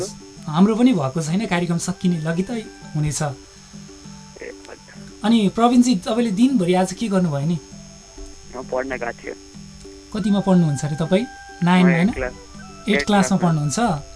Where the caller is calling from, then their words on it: Makwanpur, Bagmati, Nepal; मकानपुरबाट